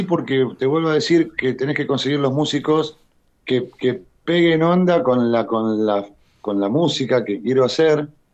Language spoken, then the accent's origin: Spanish; Ensenada, Buenos Aires Province, Argentina; now in Bernal, Argentina; Yo soy de Ensenada, estoy viviendo, claro, por una cuestión de pareja, me vine a vivir a Bernal hace 10 años.